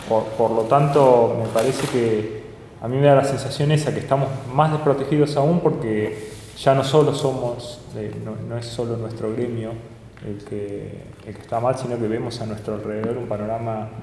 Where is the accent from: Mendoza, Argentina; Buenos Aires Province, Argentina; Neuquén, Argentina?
Buenos Aires Province, Argentina; La Plata; los que somos de acá de La Plata